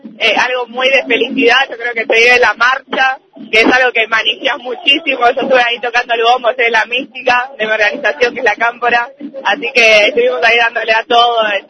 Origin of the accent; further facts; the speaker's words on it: La Plata, Buenos Aires Province, Argentina; Yo soy de acá de La Plata, del Normal 1, estudiante secundaria de quinto año